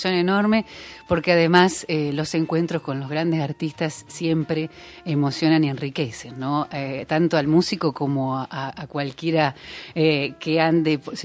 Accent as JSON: {"language": "Spanish", "town": "Paraná", "region": "Entre Ríos", "country": "Argentina", "tie": "born or raised there", "said": "en aquellos años que me crié en Paraná, disfrutar de alternativa musical argentina"}